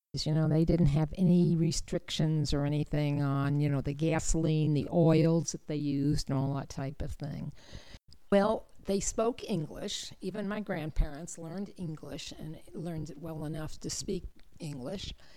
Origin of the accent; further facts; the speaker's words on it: New York, United States; I was brought up just outside of Manhattan.